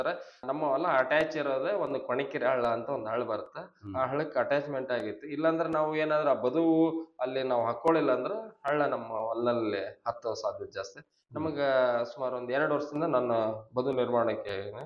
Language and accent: Kannada; Karnataka, India; ನಮ್ಮೂರು ಸರ್ ರಾಯಚೂರು ಜಿಲ್ಲೆ